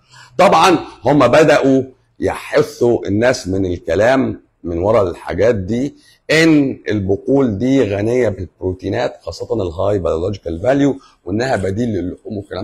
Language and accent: Arabic; Egypt; بس ربنا وفقنا احنا كمصريين